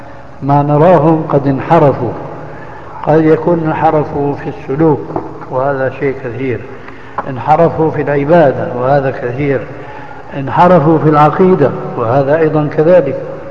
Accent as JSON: {"language": "Arabic", "country": "Syria", "said": "ايه كانوا من كما يقولون عندنا في سوريا في الجماعة من عظم الرقبة"}